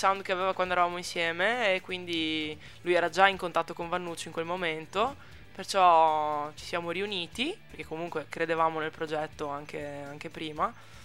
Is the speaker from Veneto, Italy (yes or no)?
yes; Mogliano Veneto, Veneto, Italy; Sì, sì, io sono di Mogliano